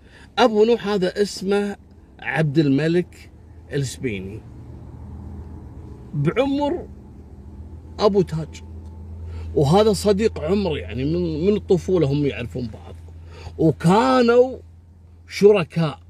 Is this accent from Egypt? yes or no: no; Kuwait; حتى أنه أصبح ماركة معروفة جدا عندنا في الكويت. اسأل أي شخص في الكويت راح يقول لك فلان معروف